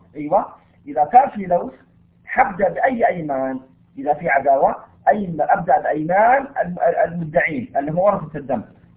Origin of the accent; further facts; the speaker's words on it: Taif, Makkah Province, Saudi Arabia; أنا من أهل الطائف الآن،